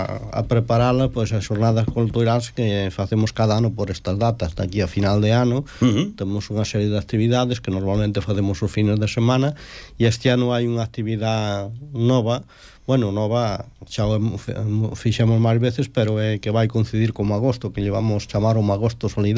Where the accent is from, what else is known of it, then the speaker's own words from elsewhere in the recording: Galicia, Spain; nos procedemos de Galicia tal